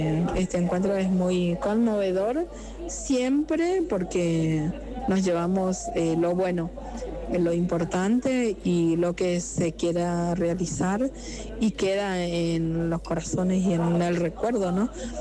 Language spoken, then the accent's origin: Spanish; Pampa del Indio, Chaco, Argentina; soy oriunda de Pampa del Indio, Chaco, Argentina.